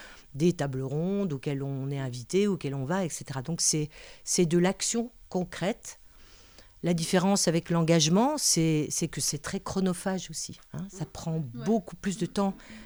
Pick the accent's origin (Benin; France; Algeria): France; Vittel, Grand Est; Moi, je viens de Vittel